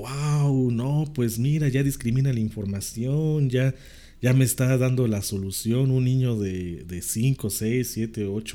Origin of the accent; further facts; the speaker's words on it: Mexico; no lo digo yo como mexicano, lo dicen extranjeros que vienen a México.